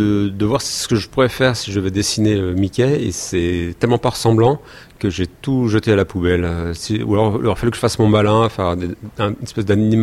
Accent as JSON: {"language": "French", "country": "France", "said": "en tant que bon français"}